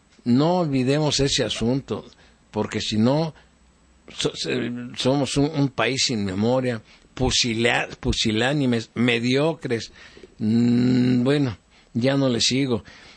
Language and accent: Spanish; Mexico; todos los que somos mexicanos, ayudémoslos.